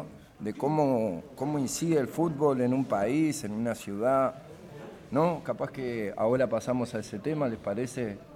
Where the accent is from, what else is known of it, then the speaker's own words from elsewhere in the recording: Uruguay; Y yo soy de Uruguay